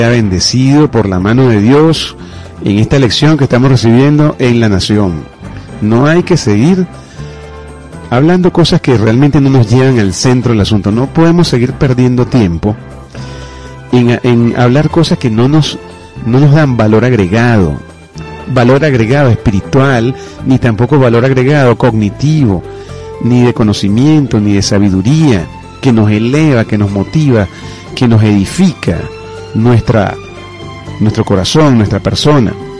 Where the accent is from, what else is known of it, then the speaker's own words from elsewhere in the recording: Venezuela; Somos hermanos venezolanos. Nacimos en la misma tierra y provenimos del mismo Dios.